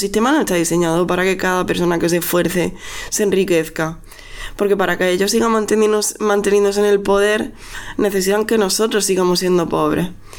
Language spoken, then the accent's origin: Spanish; Andalusia, Spain; now in Catalonia, Spain; Porque aquí somos muchas andaluzas las que estamos aquí en Cataluña.